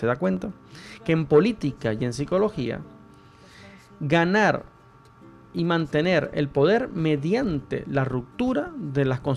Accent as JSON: {"language": "Spanish", "country": "Venezuela", "moved": "yes", "lives_now": "Chile", "said": "traigo a colación mi país, Venezuela, que una de las cosas que lamentablemente trajo el socialismo en mi país, en el caso de mi país fue el socialismo, aquí se la adjudica a la derecha, aquí en Chile."}